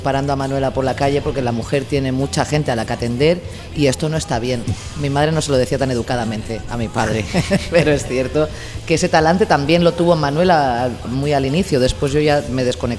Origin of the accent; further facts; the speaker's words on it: Singuerlín, Catalonia, Spain; Yo es que soy de Singuerlín.